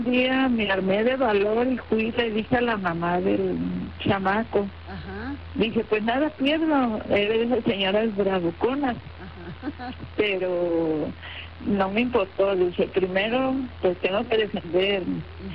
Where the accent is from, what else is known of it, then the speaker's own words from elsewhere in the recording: Colima, Mexico; yo soy de Colima.